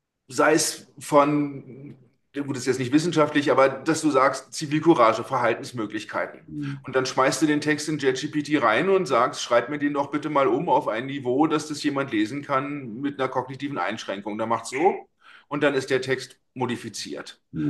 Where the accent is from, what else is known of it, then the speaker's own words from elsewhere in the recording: Berlin, Germany; 53 bin ich. Ich komme ursprünglich aus Berlin, bin vor 17 Jahren nach Süddeutschland gezogen, um zu studieren und um mich arbeitstechnisch nochmal anders aufzudröseln.